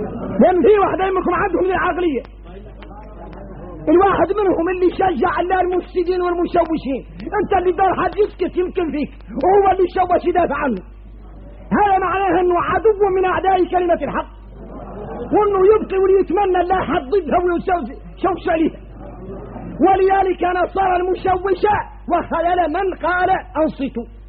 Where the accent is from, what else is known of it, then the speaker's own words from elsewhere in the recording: Mauritania; احنا موريتاني لا يحلم عنا هذا